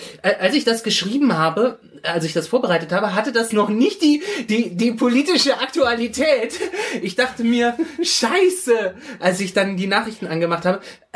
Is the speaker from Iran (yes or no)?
yes; Iran; Genau, wir sind Perser, wir sind ein stolzes Volk.